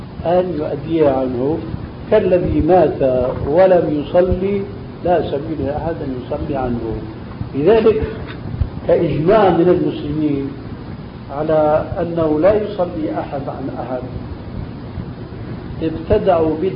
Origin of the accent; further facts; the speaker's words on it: Syria; also born or lived in Albania; عندنا في سوريا خاصة في بلادنا الأصيلة ألبانيا مثلا